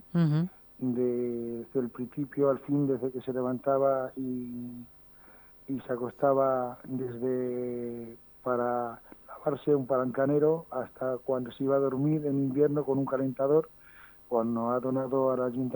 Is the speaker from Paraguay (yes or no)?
no; Las Herencias, Castilla-La Mancha, Spain; aprovecho para hacer mención y que la gente venga a mi pueblo también a comprar dulce